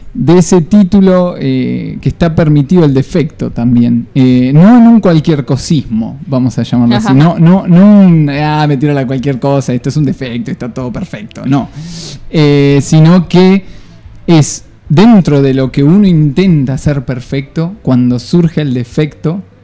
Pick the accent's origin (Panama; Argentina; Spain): Argentina; Buenos Aires; now in Tandil, Argentina; No, de Capital.